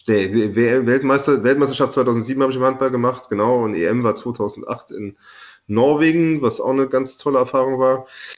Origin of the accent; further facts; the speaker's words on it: Rhineland-Palatinate, Germany; Klaus Toppmöller, der ist aus Rivenich, das ist ungefähr 8 Kilometer von meinem Heimatort weg. Also da hatten wir so eine Mosellaner-Beziehung